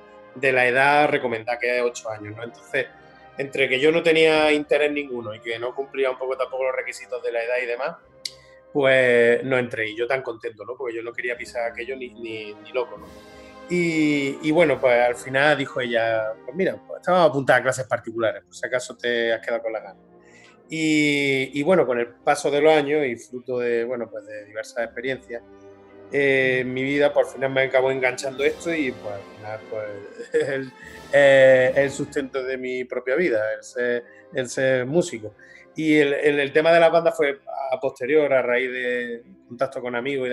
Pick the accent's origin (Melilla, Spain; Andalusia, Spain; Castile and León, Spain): Andalusia, Spain; Úbeda; pues por aquí en mi pueblo, en Úbeda, pues estaba de moda que los niños de mi época se apuntaran al conservatorio